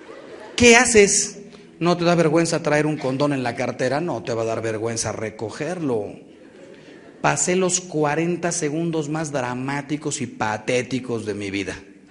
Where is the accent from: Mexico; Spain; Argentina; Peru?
Mexico; los que salimos ganando somos los mexicanos.